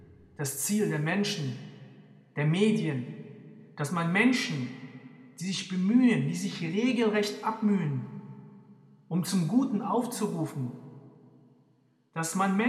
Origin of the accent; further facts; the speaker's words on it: Germany; Ich bin Deutscher und ich bin Moslem.